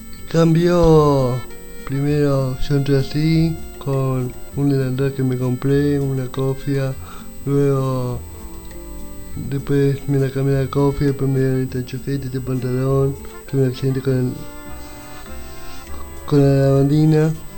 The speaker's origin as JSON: {"language": "Spanish", "town": "El Hoyo", "region": "Chubut", "country": "Argentina", "said": "Yo vengo del Hoyo, vivo hace 13 años acá en la comarca."}